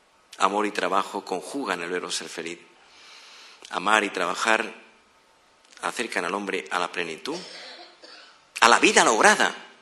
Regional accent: Madrid, Community of Madrid, Spain; Cuando yo voy al extranjero con mi mujer, la gente y digo que vengo de Madrid

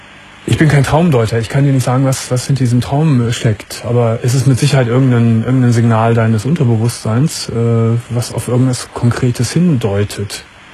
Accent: Germany; verdammt stolz bin, Europäer zu sein, zum alten Europa zu gehören und auch verdammt stolz bin, ein Deutscher zu sein

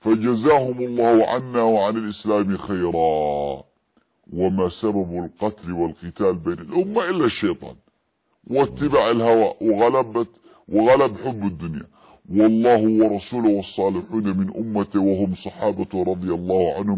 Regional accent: Yemen; في اليمن لأننا معايشون لهم

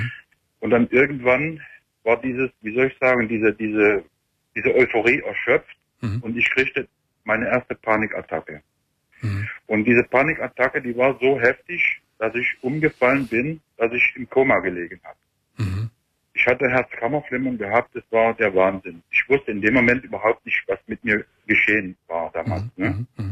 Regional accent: Germany; moved away; Ich bin 1982 aus der DDR rübergekommen.

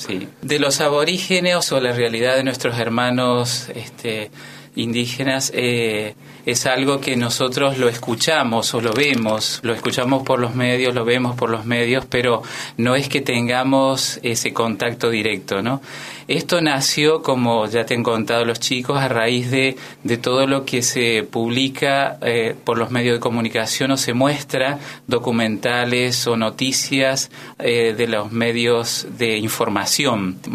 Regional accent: Eugenio Bustos, Mendoza, Argentina; Venimos de la provincia de Mendoza, a 100 kilómetros de la capital está el departamento San Carlos, y que es la villa de cabecera del departamento donde reside el municipio y desde donde se gobierna todo el departamento. El pueblo en concreto se llama Eugenio Bustos

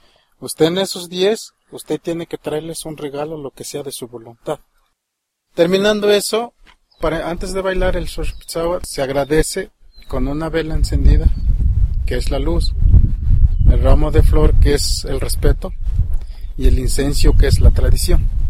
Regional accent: Mexico; esta tradición y este dialecto que nosotros hablamos es una parte de nosotros como mexicanos.

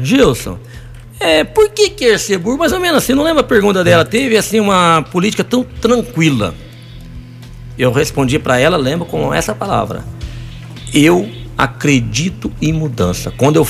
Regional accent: Arceburgo, Minas Gerais, Brazil; Eu sou arceburguense, ele também é. Eu não sou forasteiro. Eu amo Arceburgo. Eu fui criado em Arceburgo, né?

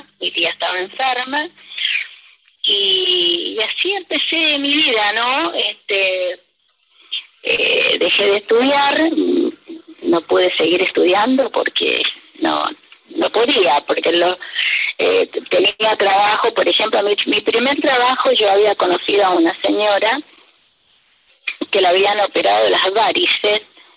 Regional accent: Santiago, Santiago Metropolitan Region, Chile; ellas se vinieron a Santiago, en Chile, Santiago de Chile, y me crié en Santiago de Chile.

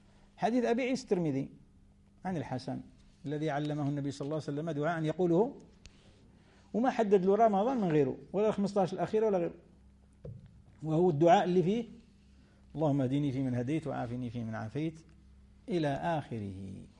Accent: Tunisia; كما احنا توانسة بكري وحنا كلنا مغاربة

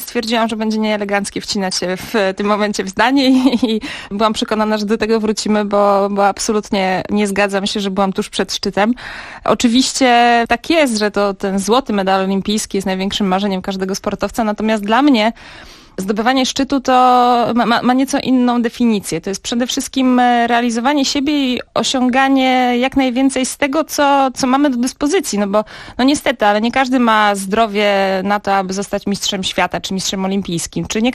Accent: Warsaw, Masovian Voivodeship, Poland; born there; Tak, urodziłam się w Warszawie.

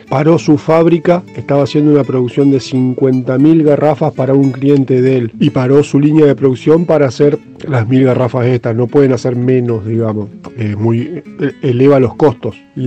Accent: Santa Fe, Argentina; yo soy de la ciudad de Santa Fe capital

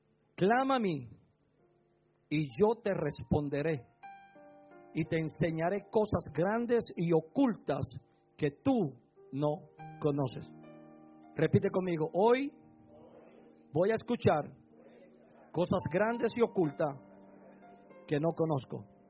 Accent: Puerto Rico; Como puertorriqueño, al fin, me gusta el bullicio.

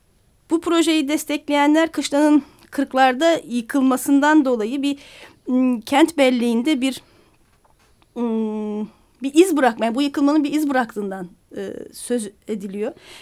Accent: Istanbul, Turkey; Benim çocukluğum Harbi Elmadağ'da geçti.

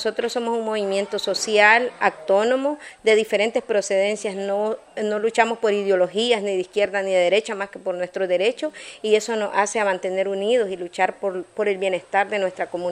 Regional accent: Fonseca, La Guajira, Colombia; la Fonseca es mi pueblo donde nací, mi pueblo donde crecí y mi pueblo por lo que luché, mi patria, mis tierras. Y para nosotros los campesinos la tierra es como nuestra madre

